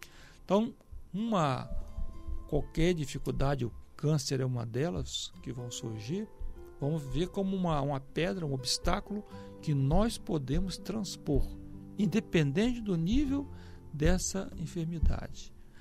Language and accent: Portuguese; Vitória, Espírito Santo, Brazil; Ele foi inclusive lá na minha cidade natal, em Vitória